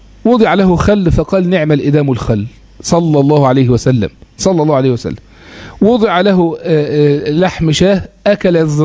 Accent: Egypt; أو اللي هو المشهور عندنا في مصر اسم السكر

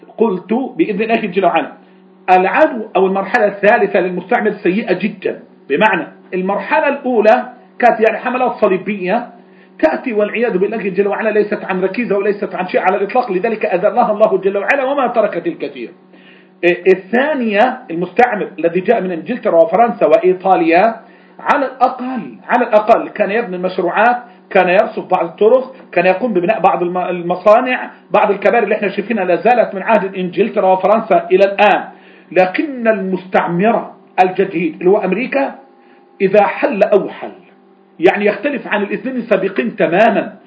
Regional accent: Egypt; عندنا في مصر

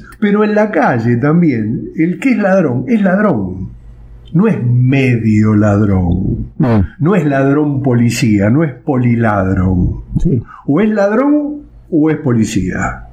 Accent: Argentina; Como argentinos, no quiero generalizar, pero por eso hice la distinción entre los porteños en primer lugar y después los que vivimos en grandes ciudades

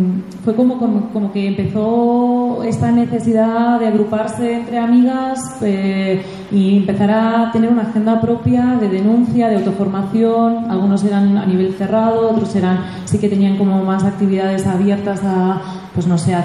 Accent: Terrassa, Catalonia, Spain; vengo de Tarrasa.

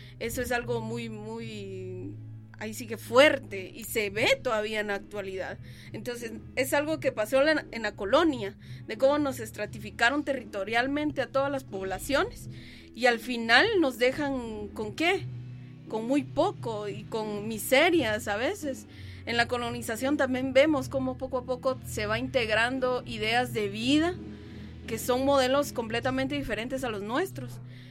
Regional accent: Sololá, Guatemala; soy originaria de Cachiquel, del área del lago de Atitlán, uno de los lagos más maravillosos del mundo.

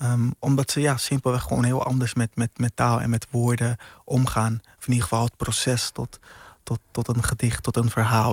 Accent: Curaçao; now in Rotterdam, Netherlands; Ja, op jonge leeftijd naar Curaçao verhuisd.

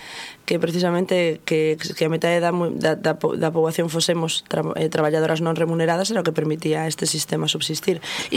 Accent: Galicia, Spain; que é da miña terra, bergantiñano

